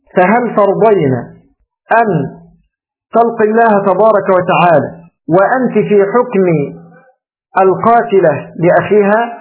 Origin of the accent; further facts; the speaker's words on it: Egypt; كما تقول العامة عندنا في مصر